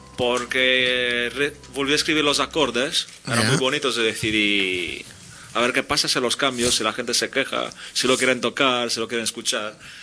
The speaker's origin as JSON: {"language": "Spanish", "town": "Barcelona", "region": "Catalonia", "country": "Spain", "said": "Yo soy de Poblesec."}